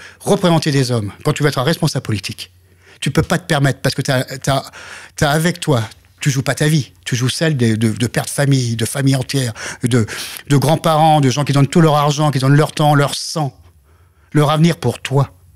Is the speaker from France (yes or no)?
yes; France; mon travail, en tant que Français, c'est de faire pérenniser ça et de le développer pour les autres Français